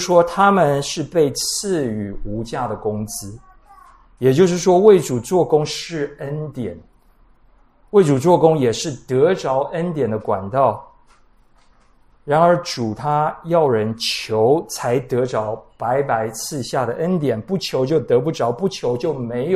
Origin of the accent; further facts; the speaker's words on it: Taiwan; 我们台湾人太注重礼尚往来